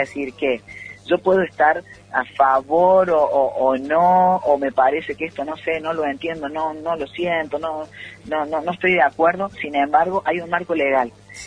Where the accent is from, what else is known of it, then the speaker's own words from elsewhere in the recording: Córdoba, Argentina; en el interior del interior, en nuestros pueblos y en Tras la Sierra, ya estamos hablando ahí en los pagos nuestros